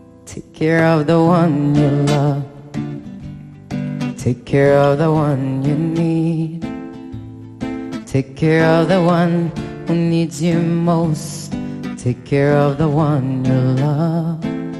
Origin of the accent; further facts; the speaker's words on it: Comoros; So I'm not sure if you know, but I'm originally from the Comores Island, and I'm not sure you know where that is either.